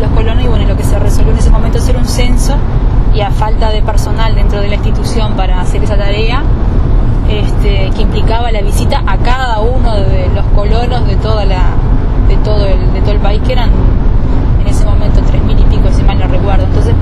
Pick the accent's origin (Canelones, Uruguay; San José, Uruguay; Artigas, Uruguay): Canelones, Uruguay; San Jacinto; yo soy de acá, de Canelones, soy de San Jacinto, nací acá y me crié acá, y hice incluso la carrera viajando a Montevideo todos los días desde acá.